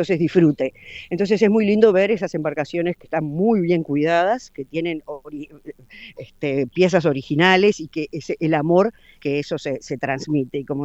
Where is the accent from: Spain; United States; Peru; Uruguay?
Uruguay; nosotros como uruguayos estamos muy orgullosos siempre